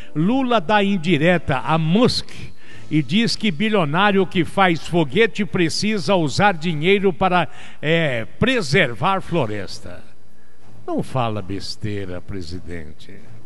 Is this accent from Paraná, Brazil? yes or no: yes; Mandaguari, Paraná, Brazil; eu sou paranaense com orgulho, pé vermelho, nascido em Mandaguari, na Estrada do Alegre, próximo ao Lombo da Égua. Eu venho do meio do mato com muito orgulho, mas mato do estado do Paraná.